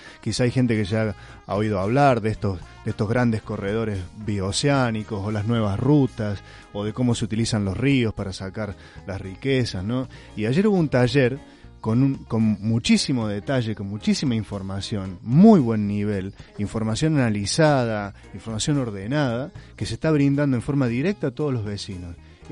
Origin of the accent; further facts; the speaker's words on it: Córdoba, Argentina; vengo desde Córdoba, de la Asamblea Villayarino Despierta.